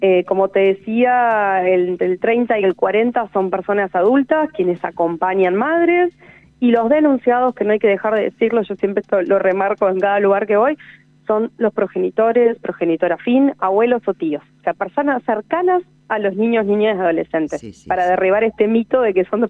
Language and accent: Spanish; Santa Rosa, La Pampa, Argentina; born there; De Santa Rosa.